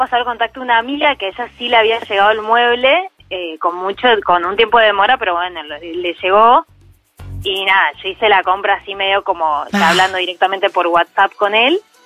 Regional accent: Neuquén, Argentina; yo soy de Neuquén

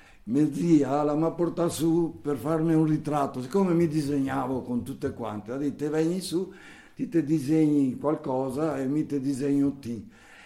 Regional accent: Nago, Trentino-Alto Adige, Italy; Quando ero piccolo io a Nago c'erano circa 200 capre, no?

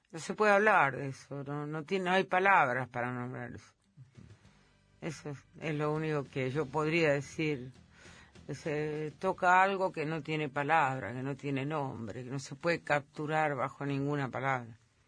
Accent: Entre Ríos, Argentina; Entre Ríos, que es mi tierra.

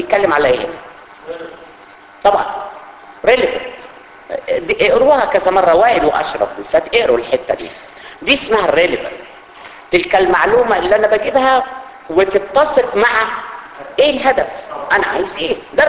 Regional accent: Upper Egypt, Egypt; انا راجل صعيدي يعني جاي من الطينة عادي.

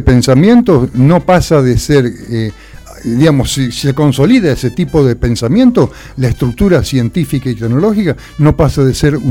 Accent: Zárate, Buenos Aires Province, Argentina; Yo soy de Zárate.

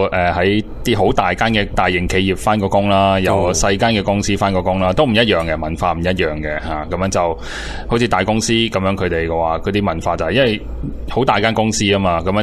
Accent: Taiwan; 我哋台湾人成日常常所讲嘅话

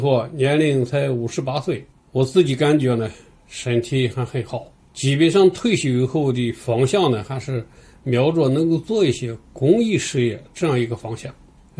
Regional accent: China; 可以说都感到了一个作为中国人的这样一种自豪感

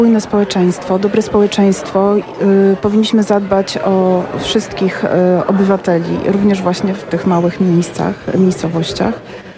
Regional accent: Płock, Masovian Voivodeship, Poland; pochodzę z małego miejsca, małej miejscowości w Polsce, pięknej, Płocka.

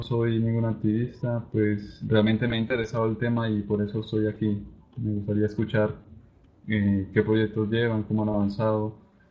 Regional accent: Yopal, Casanare, Colombia; soy de Casanare de Yopal.

